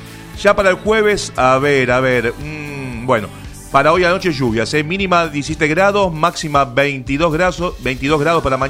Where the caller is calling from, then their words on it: Quilmes, Buenos Aires Province, Argentina; de Quilmes